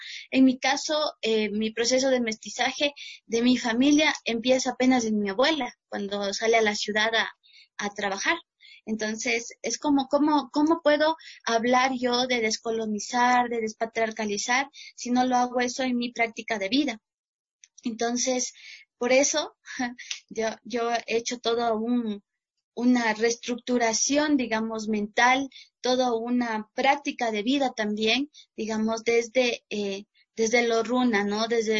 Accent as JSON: {"language": "Spanish", "town": "Machachi", "region": "Pichincha", "country": "Ecuador", "lives_now": "Quito, Ecuador", "said": "aquí voy viviendo un año y medio aquí en Quito. Yo soy de Machachi, estamos entre Cotopaxi y Quito, pero digamos vengo de una matriz pansalea"}